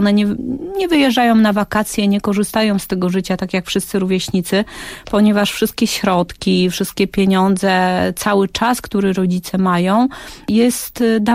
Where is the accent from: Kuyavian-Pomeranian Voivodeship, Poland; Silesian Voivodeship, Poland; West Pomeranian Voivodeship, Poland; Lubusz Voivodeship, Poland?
Lubusz Voivodeship, Poland; Witnica; Mieszkaliśmy w większości, bo tam było troszeczkę przeprowadzek po drodze, ale w większości swoje dzieciństwo spędziłam w takim bardzo, bardzo małym miasteczku koło Gorzowa Wielkopolskiego, które nazywa się Witnica.